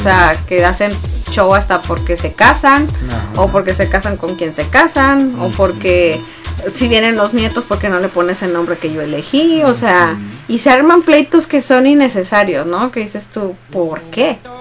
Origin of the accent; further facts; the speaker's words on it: Mexico; en nuestras familias mexicanas, porque somos mexicanos